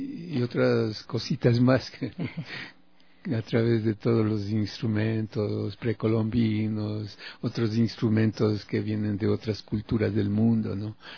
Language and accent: Spanish; Ibarra, Imbabura, Ecuador; now in Quito, Ecuador; Yo desde hace 24 años que estoy aquí en Quito, ya que alguna vez dije en Ibarra, de donde yo soy, ¿no? Dije, aquí no pasa nada y me voy a Quito.